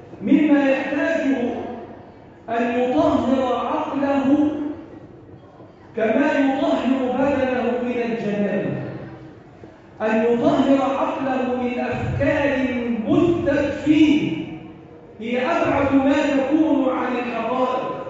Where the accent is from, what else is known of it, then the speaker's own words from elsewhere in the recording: Egypt; اللهم احفظ بلدنا مصر وسائر بلاد